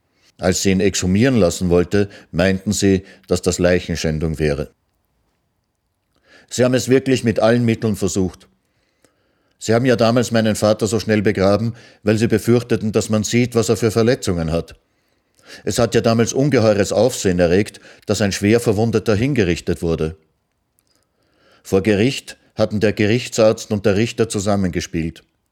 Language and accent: German; Austria; moved away; Erst nachher hat sich meine Mutter bereit erklärt, ins Ausland zu gehen. Dann sind wir aus Österreich geflüchtet. Wir wussten schon, dass es in die Sowjetunion gehen wird.